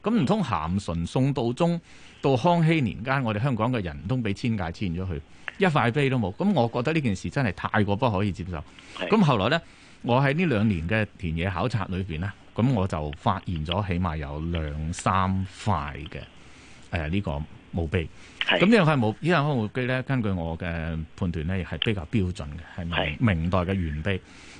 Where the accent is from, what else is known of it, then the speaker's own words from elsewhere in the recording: Guangzhou, Guangdong, China; 因為我細個嗰陣時喺廣州，咁我經歷過乜嘢呢？我經歷過文化大革命後期嗰種物資匱乏嘅情況